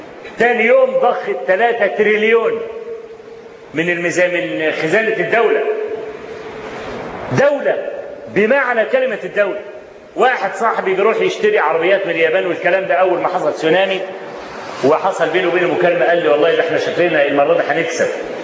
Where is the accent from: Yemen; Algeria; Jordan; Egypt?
Egypt; وأنا ما بقولش كده عشان أنا مصري